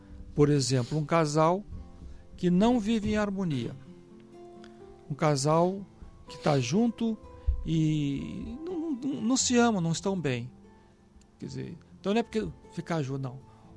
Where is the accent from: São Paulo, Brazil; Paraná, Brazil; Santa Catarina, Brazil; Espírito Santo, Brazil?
Espírito Santo, Brazil; Vitória; Ele foi inclusive lá na minha cidade natal, em Vitória